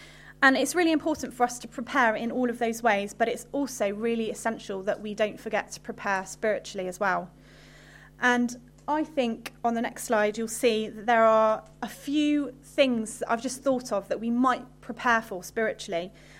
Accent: Henbury, South West England, United Kingdom; I used to come here to this church when I was younger, and I grew up in Henbury. I went to Henbury School, so I'm a local girl.

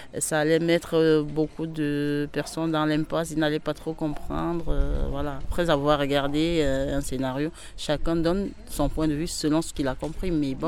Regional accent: Tours, Centre-Val de Loire, France; Je viens de Tours, Lannes-sur-Amboise

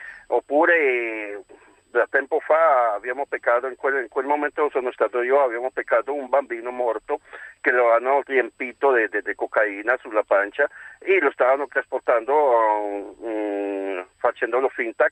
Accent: Colombia; Italian is a second language; now in Milan, Italy; Sì, sono un colombiano, abito qua a Milano da 13 anni, ho fatto alla Colombia, ho fatto il poliziotto antidroga.

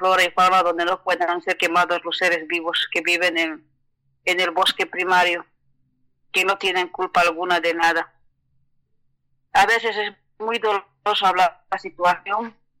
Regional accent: San Miguel de Huachi, La Paz, Bolivia; Soy de San Miguel de Huachi. También radico en Tupí, soy del municipio de Palos Blancos, del norte del departamento de La Paz, que corresponde al norte de La Paz. Aquí es como un paraíso por el momento.

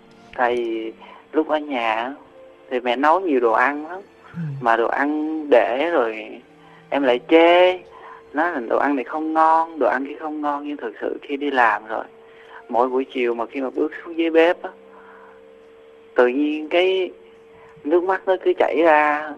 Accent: Sóc Trăng, Vietnam; now in Tây Ninh, Vietnam; Quê em ở tỉnh Sóc Trăng.

